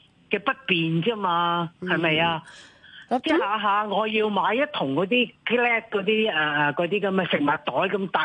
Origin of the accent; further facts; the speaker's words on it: Hong Kong; 我係土生土長嘅香港人